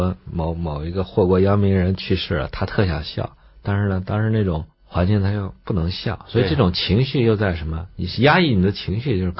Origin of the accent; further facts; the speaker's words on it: China; 唤醒我们中国人骨子里的那个贵族意识